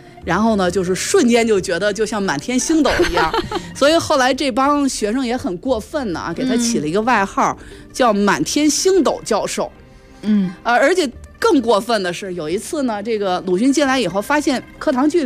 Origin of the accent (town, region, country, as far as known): Beijing, China; accent: Beijing